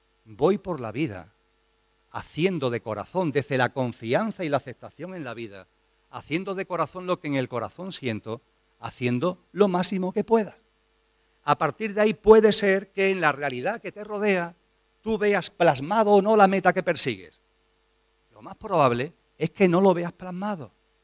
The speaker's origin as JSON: {"language": "Spanish", "region": "Andalusia", "country": "Spain", "said": "Soy andaluz y me va el calor, me va el sol."}